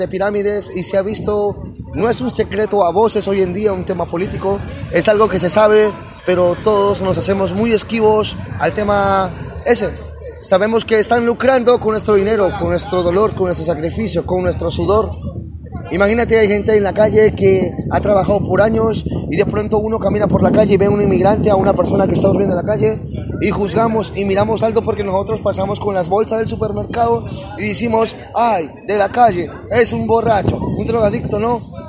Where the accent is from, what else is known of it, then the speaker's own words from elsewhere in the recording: Peru; de Perú, soy un artesano de la calle